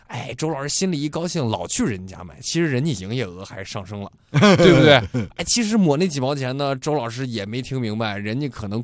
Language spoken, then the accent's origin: Chinese; Hebei, China; accent: Hebei; 比你操一口安徽口音、嗯、或者我们河北口音